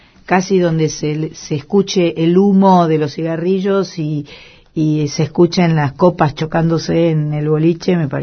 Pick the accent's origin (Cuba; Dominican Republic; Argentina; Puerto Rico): Argentina; Yo soy una mujer argentina, feliz, agradecida por todos los privilegios que tengo